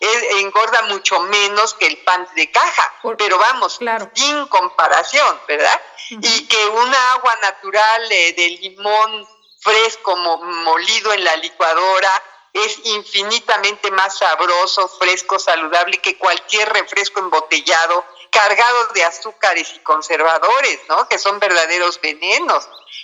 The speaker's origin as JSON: {"language": "Spanish", "country": "Mexico", "said": "somos intolerantes los mexicanos, las mexicanas a la lactosa"}